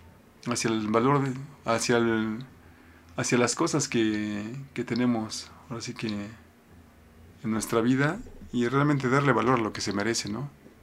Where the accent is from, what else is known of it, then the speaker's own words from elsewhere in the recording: Mexico; uno se las tiene que ingeniar como buen mexicano.